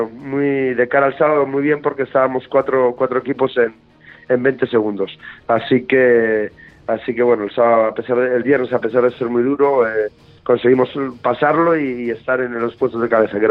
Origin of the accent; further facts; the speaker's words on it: Asturias, Spain; moved away; somos asturianos, aunque ya llevamos muchísimos años aquí viviendo en Andalucía, medio andaluces ya